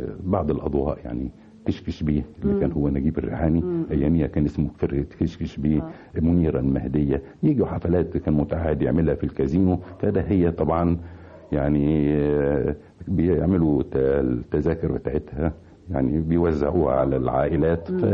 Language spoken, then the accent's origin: Arabic; Helwan, Cairo Governorate, Egypt; also born or lived in Tanta; وولدت في مدينة طنطا، لكن ما بقتش فيها كتير. رجعنا يعني كان في ظروف صحية لوالدي، فخدنا كان يجب أن يستشفى في مدينة حلوان، فجينا مدينة حلوان.